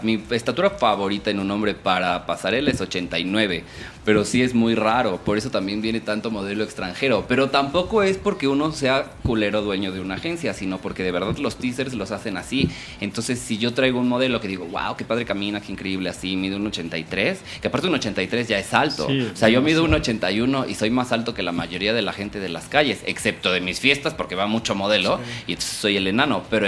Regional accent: Puebla, Mexico; Ay, soy de Puebla, no soy norteño.

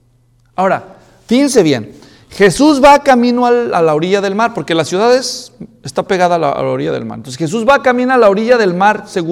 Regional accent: Mexico; Sin ofender a los mexicanos, yo también soy mexicano.

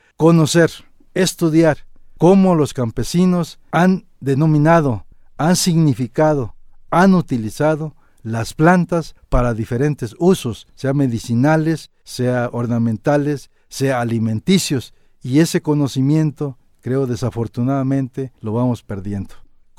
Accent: Mexico; no a nuestros intereses como mexicanos.

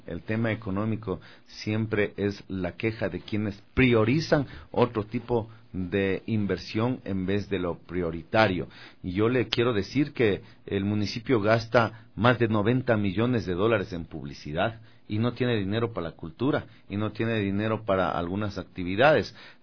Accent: Ecuador; Yo soy un ecuatoriano que desarrolló una marca de radio ecuatoriana.

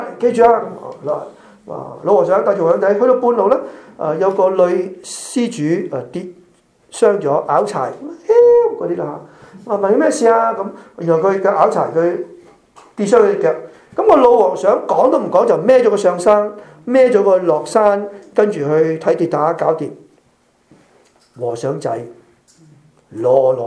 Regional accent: Malaysia; also born or lived in Hong Kong / Europe; 我在马来西亚出世长大，我在香港读神学，香港牧会，后来去了欧洲宣教，现在在这里侍奉。我们在四个地方生活过

